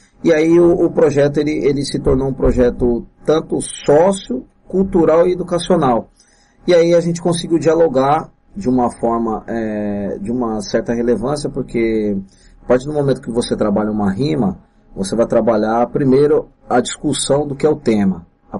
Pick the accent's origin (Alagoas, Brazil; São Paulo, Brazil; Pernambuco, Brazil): São Paulo, Brazil; São Bernardo do Campo; eu sou de São Bernardo do Campo, sou batateiro, quem nasce em São Bernardo do Campo é considerado batateiro, quem nasce em Santo André, ceboleiro, eu sou batateiro